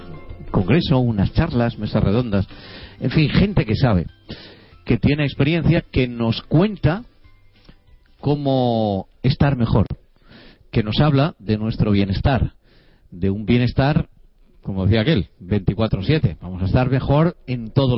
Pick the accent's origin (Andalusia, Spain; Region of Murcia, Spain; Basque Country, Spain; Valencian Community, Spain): Valencian Community, Spain; de la manera en que somos los valencianos, en nuestra gastronomía, de nuestro día a día